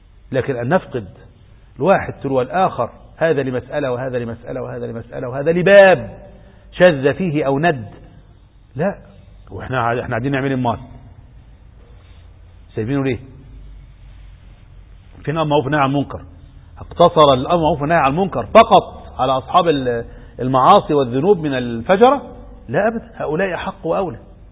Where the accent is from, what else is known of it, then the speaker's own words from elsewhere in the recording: Egypt; في هذا التشرذم الذي نعيشه في بلدنا مصر